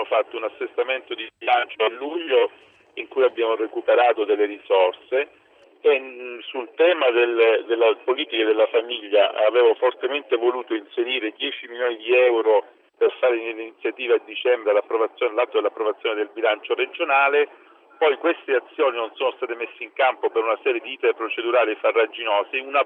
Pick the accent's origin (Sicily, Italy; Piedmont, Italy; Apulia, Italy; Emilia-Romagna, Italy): Emilia-Romagna, Italy; Reggio Emilia; io sono reggino